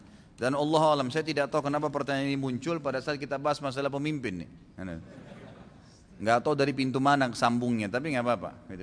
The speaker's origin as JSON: {"language": "Indonesian", "town": "Makassar", "region": "South Sulawesi", "country": "Indonesia", "tie": "born there", "said": "saya lahirnya di Makassar gitu kan ya."}